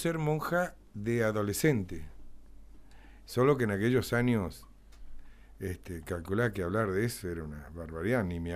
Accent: Santa Rosa, La Pampa, Argentina; born there; Sí, claro, nací acá en Santa Rosa.

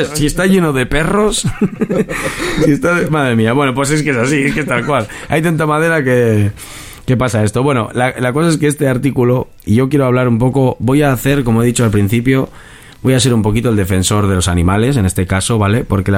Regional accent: Basque Country, Spain; ahora estamos retransmitiendo desde Bilbao, pero bueno, somos de los aledaños, tú eres de Bilbao, yo soy de aledaños, del Gran Bilbao.

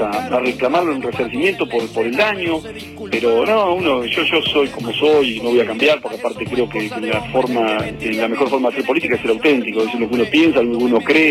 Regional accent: Argentina; el Estado Nacional, que somos todos los argentinos

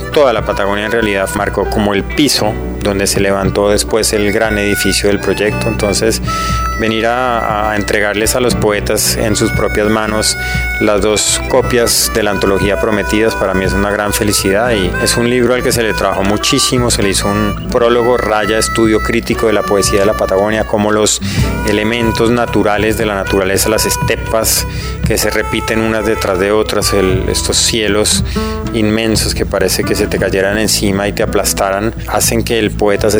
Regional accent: Colombia; soy escritor de Colombia.

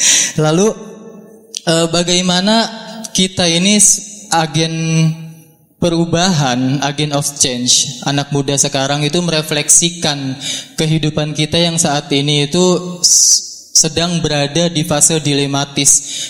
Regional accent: Bekasi, West Java, Indonesia; Saya berasal dari Bekasi dan sekarang kuliah di UIN Sunan Kalijaga.

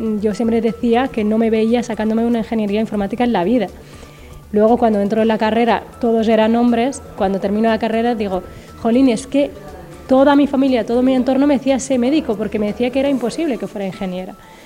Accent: Western Sahara; como saharaui, porque soy del Sahara Occidental y entonces nuestro país está ocupado por Marruecos.

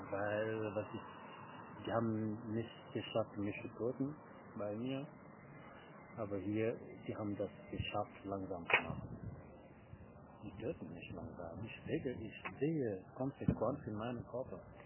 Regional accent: Senegal; German is a second language; now in Germany; hab mich besser gefühlt in Senegal. Ich bin in meiner Heimat, ich habe mich besser gefühlt.

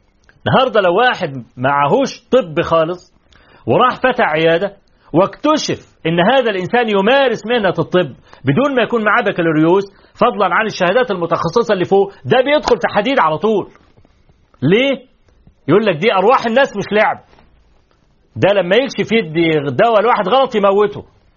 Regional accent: Egypt; طبعا احنا كمصريين عارفين

